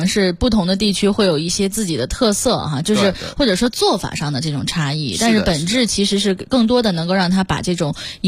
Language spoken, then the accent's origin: Chinese; northern China, China; 作为一个北方人，纯北方人